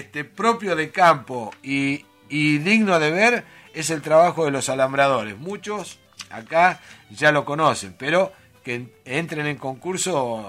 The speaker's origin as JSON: {"language": "Spanish", "region": "Buenos Aires", "country": "Argentina", "tie": "born or raised there", "said": "Y Henderson está a 40 kilómetros de mi pueblo"}